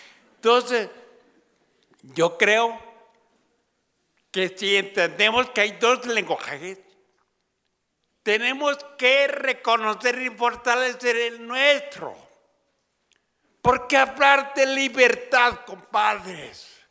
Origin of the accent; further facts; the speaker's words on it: Oaxaca, Mexico; en los zapotecos, de donde yo vengo, aunque no hablo zapoteco, que quede claro, pero soy serrano zapoteco.